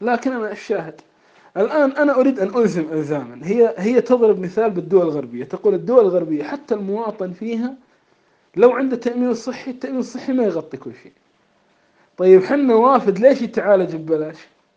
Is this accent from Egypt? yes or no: no; Kuwait; نحن أول مدرسة عندنا في الكويت